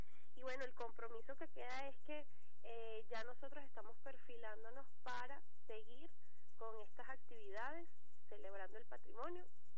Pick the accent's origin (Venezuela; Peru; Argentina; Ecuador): Venezuela